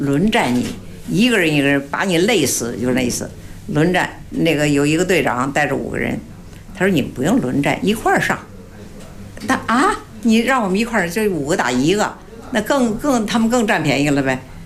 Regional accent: Baoding, Hebei, China; 因为我们是保定人嘛，也得算，属于保定府管。

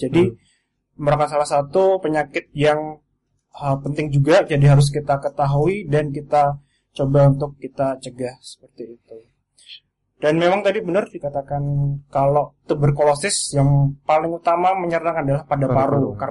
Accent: Klaten, Central Java, Indonesia; Aslinya dari Klaten, tinggalnya di Klaten.

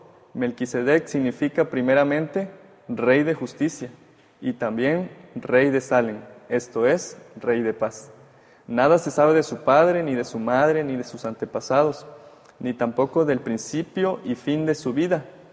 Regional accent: Comalcalco, Tabasco, Mexico; igual estudio teología, mi cuarto año y soy de Comalcalco, Tabasco.

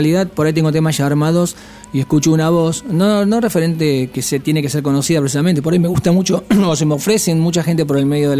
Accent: Argentina; Somos 5 argentinos y una sueca.

